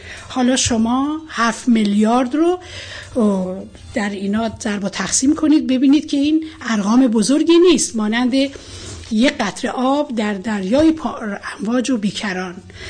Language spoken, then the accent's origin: Persian; Iran; من به عنوان یه ایرانی برای وقتم احترام قائلم